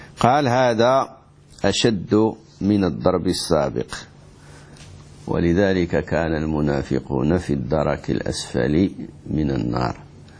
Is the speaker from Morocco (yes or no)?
yes; Morocco; عندنا في المغرب ناس يسافرون في رمضان ليفطروا